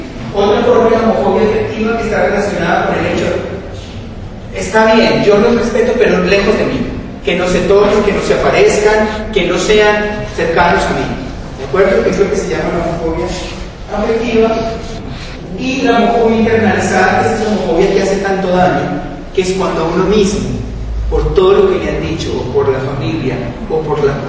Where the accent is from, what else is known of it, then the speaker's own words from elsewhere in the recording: Colombia; en el país mío, en Colombia, digo, en mi país